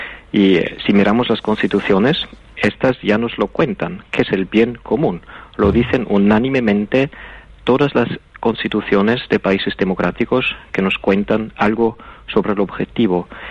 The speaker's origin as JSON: {"language": "Spanish", "country": "Austria", "said": "el rechazo del sistema actual es igual de grande en mi país, en Austria"}